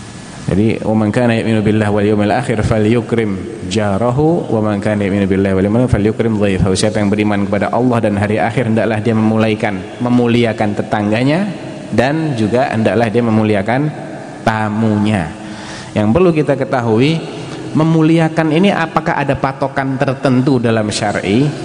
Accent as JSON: {"language": "Indonesian", "region": "Central Java", "country": "Indonesia", "said": "saya Jawa Tengah ya."}